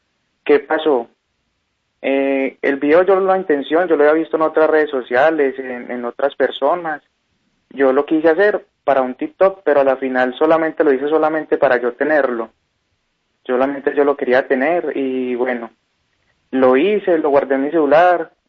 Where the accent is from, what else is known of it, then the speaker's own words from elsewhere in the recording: Belén de Umbría, Risaralda, Colombia; porque yo soy de Belén de Umbría